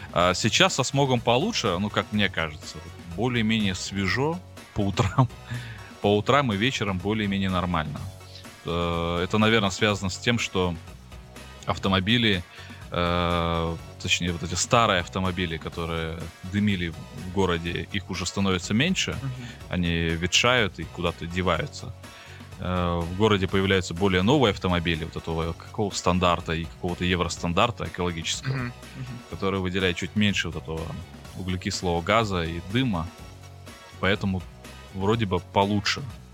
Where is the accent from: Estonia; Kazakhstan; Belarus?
Kazakhstan; Atyrau, Atyrau Region; now in Almaty, Kazakhstan; Ну, сравнивать мой родной город Атырау с Алматой, вот прям вот если по пунктам, будет как-то странно, потому что города абсолютно разные